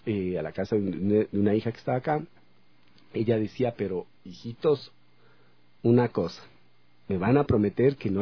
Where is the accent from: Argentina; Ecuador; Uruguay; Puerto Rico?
Ecuador; El Chota, Imbabura; born there; now in Ibarra, Ecuador; Yo nací en el Chota, así es que, y viví en Ibarra, ya vivo en Ibarra tanto tiempo, así es que puedo decir que soy ibarreña.